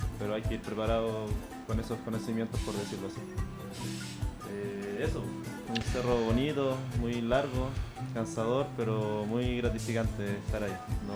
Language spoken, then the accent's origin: Spanish; Puente Alto, Santiago Metropolitan Region, Chile; soy de acá, de Puente, ya vivo hace muchos años en Puente Alto.